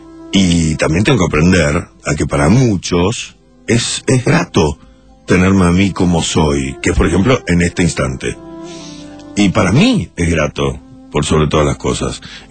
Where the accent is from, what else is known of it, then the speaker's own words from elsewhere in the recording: Uruguay; Se me di cuenta en el momento en que ponía el pie en el Uruguay. Cuando llegué, me di cuenta. Y necesitaba ir a lo de Carlos, necesitaba estar en mi país.